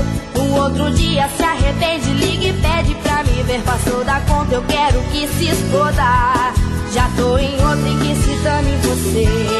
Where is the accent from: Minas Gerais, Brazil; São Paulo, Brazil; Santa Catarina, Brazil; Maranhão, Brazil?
São Paulo, Brazil; Santa Bárbara d'Oeste; also born or lived in Americana; Eu nasci americana, mas sempre morei em Santa Bárbara.